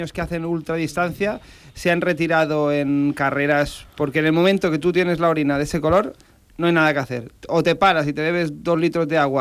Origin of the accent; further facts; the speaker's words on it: Balearic Islands, Spain; Yo como menorquín debería saberlo